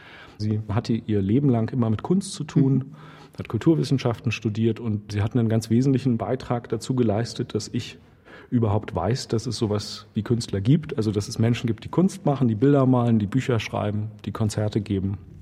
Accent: East Germany, Germany; die sich irgendwie mit dieser Spannung beschäftigen und mit meiner Kindheit in der DDR beschäftigen.

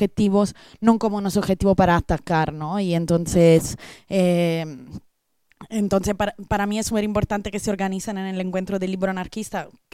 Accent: Italy; Spanish is a second language; now in Spain; yo como italiana, que pero vivo desde hace 10 años en este otro estado

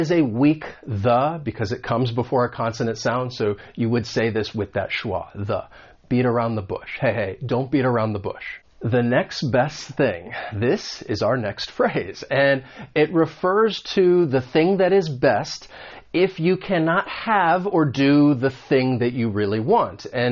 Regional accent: United States; accent: American; this is more about the American accent because I am from the United States

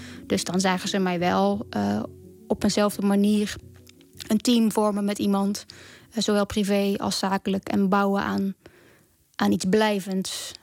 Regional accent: Oorschot, North Brabant, Netherlands; Ik kom uit Oorschot, dat is een dorpje in Brabant. Ik ben uiteindelijk gaan studeren in Nijmegen.

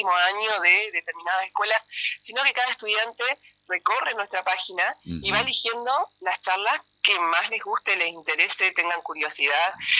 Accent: Gualeguaychú, Entre Ríos, Argentina; cuando yo me vine a estudiar acá, yo soy de Gualeguaychú

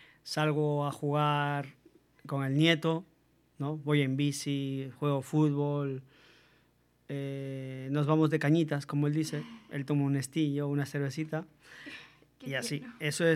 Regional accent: Quito, Pichincha, Ecuador; yo crecí en un barrio en Ecuador, en Quito, que se llama Bellavista.

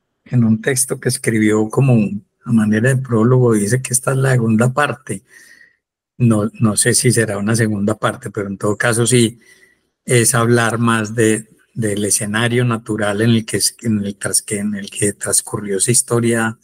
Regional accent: Antioquia, Colombia; accent: paisa; la gente siempre me decía, ¿no? Pues que usted habla como un paisa.

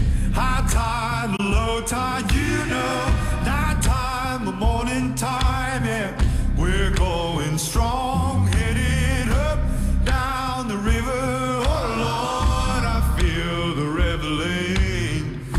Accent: Netherlands; Want wat moeten wij als Nederlanders nou echt weten over Wellington

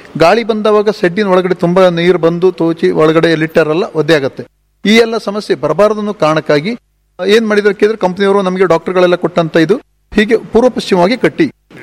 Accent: Karki, Karnataka, India; now in Manki, India; ಮೂಲತಃ ನಾನು ಮಾಡಿದ್ದು ಕರ್ಕಿಯಲ್ಲಿ, ಕರ್ಕಿ ಪಾವಿನ್ಕುರ ನನ್ನ ಮೂಲ ಅವರು. ಈಗ ನಾನು ಇರೋದು ಮಂಕಿ ಚಿತ್ತಾರ ಅಂತ ಸರಿ ಬಂದಿದ್ದು. ಇಲ್ಲಿ ಬಂದು 11-12 ವರ್ಷ ಆಯಿತು.

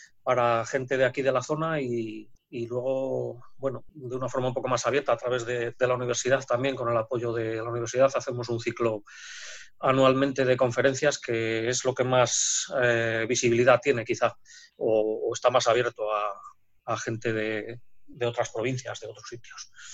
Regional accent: Valladolid, Castile and León, Spain; No, que yo también soy de Valladolid

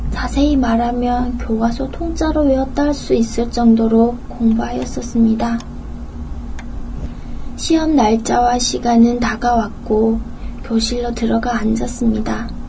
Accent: North Korea; now in South Korea; 이북에서 왔으므로 외래어가 섞인 질문을 알아듣지 못하겠다고 말을 하면

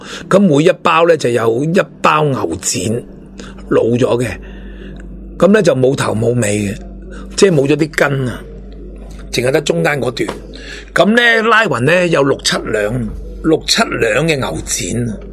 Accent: Hong Kong; 我哋香港人同大陆人谁比谁高尚啫

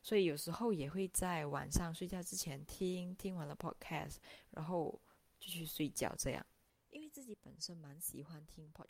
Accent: Malaysia; 然后我来自马来西亚。

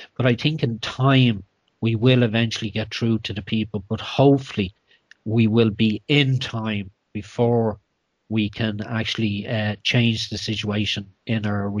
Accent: Ireland; So, as an Irish person, I apologise for what they're doing here in your country.

